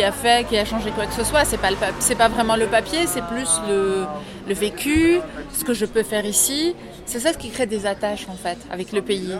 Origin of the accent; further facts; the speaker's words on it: Lebanon; now in France; Non, non, je suis originaire du Liban.